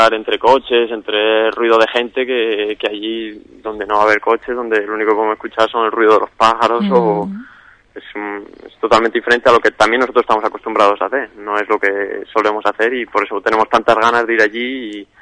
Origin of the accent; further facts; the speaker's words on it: Valladolid, Castile and León, Spain; now in Seville, Spain; no soy de aquí, soy de Valladolid, soy estudiante de Valladolid que está en Sevilla estudiando